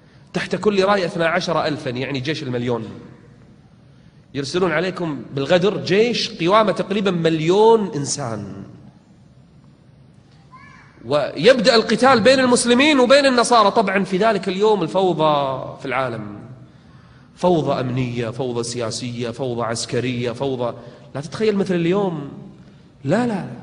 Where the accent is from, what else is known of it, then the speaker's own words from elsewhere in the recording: Kuwait; احنا عندنا بالكويت